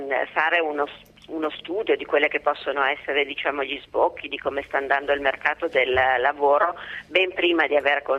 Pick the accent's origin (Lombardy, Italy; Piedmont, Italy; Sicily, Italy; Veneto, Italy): Lombardy, Italy; Milan; Io sono di Milano, quindi conosco diciamo il movimento che c'è su Milano